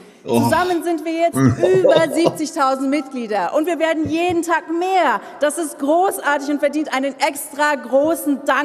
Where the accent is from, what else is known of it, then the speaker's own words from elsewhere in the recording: Germany; born there; Ich bin aber nicht irgendwo in der DDR geboren, sondern da, wo Ostdeutschland am östlichsten ist. Direkt auf der polnisch-deutschen Grenze.